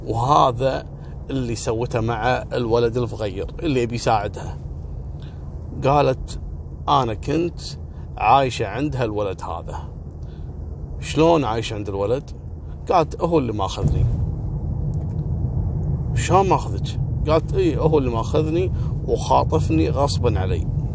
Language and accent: Arabic; Kuwait; طبعا قضية خطف احنا عندنا في الكويت معروفة القصة هذه